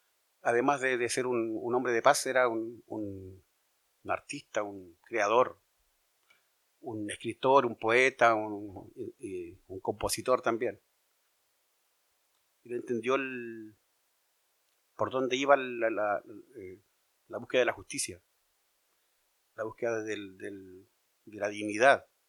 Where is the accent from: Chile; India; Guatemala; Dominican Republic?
Chile; Somos como chilenos de tercera calidad, porque en Chile hay categorías de personas.